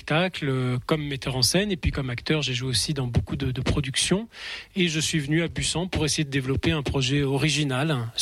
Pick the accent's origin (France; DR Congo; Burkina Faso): France; Nouvelle-Aquitaine; c'était à Limoges, moi j'ai grandi en Limousin